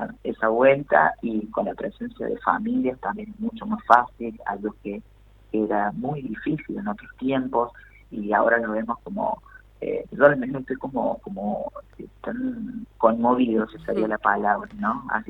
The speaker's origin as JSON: {"language": "Spanish", "town": "Villa Dolores", "region": "Córdoba", "country": "Argentina", "tie": "born or raised there", "moved": "as an adult", "said": "Yo soy de Villa Dolores, en realidad, de Tras la Sierra, donde fui hace muchísimos años. Tengo 45, así que ya está madurada la cosa en un montón de sentidos y de caminos, y yo recuerdo haberme ido de mi pago, detrás de la Sierra Hermosa"}